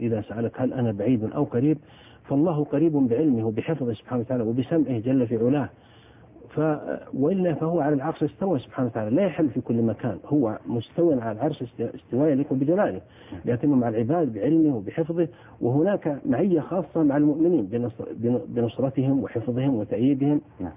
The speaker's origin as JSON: {"language": "Arabic", "country": "Saudi Arabia", "said": "أنه في زواجات حصلت مثل عندنا في السعودية"}